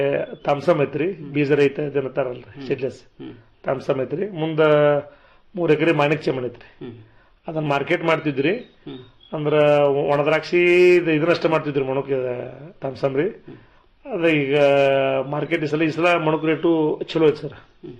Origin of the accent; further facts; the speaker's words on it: Kankanawadi, Karnataka, India; ಮೂಲತಃ ನಮ್ಮೂರು ಜಮಖಂಡಿ ತಾಲೂಕಿನ ಕಂಕನವಾಡಿ ಗ್ರಾಮ ರೀ. ಅಂದ್ರೆ ನಮ್ದೆಲ್ಲ ಅವಿಭೂತ ಕುಟುಂಬ ರೀ.